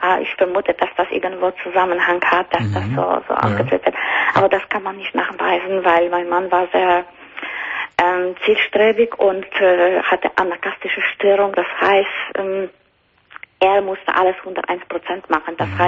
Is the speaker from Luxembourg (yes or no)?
yes; Luxembourg; German is a second language; Aus den Niederlanden. Aus Luxemburg.